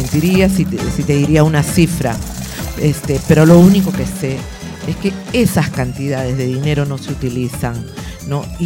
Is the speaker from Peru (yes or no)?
yes; Callao, Peru; se trata de que todos somos chalacos.